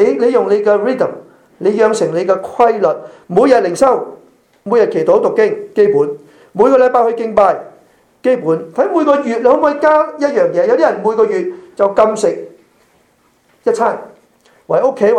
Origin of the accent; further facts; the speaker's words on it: Malaysia; also born or lived in Hong Kong / Europe; 我在马来西亚出世长大，我在香港读神学，香港牧会，后来去了欧洲宣教，现在在这里侍奉。我们在四个地方生活过